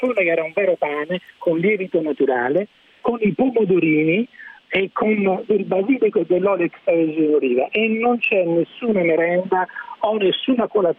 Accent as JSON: {"language": "Italian", "town": "Naples", "region": "Campania", "country": "Italy", "said": "io sono napoletano, per cui apprezzo i pomodori del Vesuvio"}